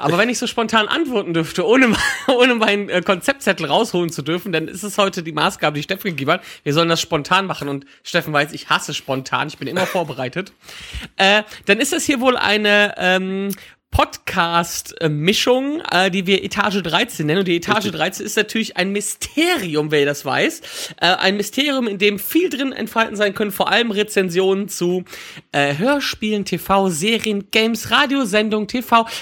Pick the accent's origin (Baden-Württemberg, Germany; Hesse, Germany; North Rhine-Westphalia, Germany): North Rhine-Westphalia, Germany; Da ich aus dem Bergischen Kreis komme